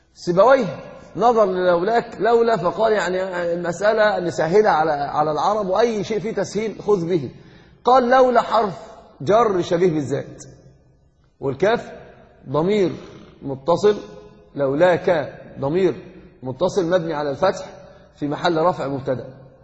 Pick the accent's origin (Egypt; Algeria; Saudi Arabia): Egypt; الحب بهدله كما يقولون عندنا في مصر حقا، يعني عندنا في مصر يقولون كلمه من العجب